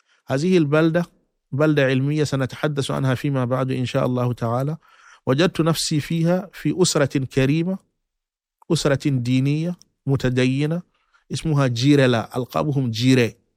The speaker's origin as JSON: {"language": "Arabic", "country": "Mali", "tie": "born or raised there", "said": "لا، بعد ذلك رجعت إلى مسقط رأسي لحفظ القرآن الكريم، لكي أحفظ القرآن الكريم."}